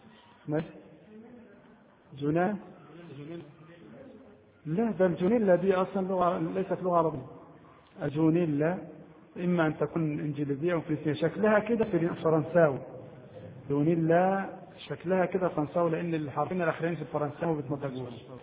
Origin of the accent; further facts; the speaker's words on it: Egypt; هذه يسمونها عندنا في مصر الجيبة، كان يلبسها النساء قديما النطقة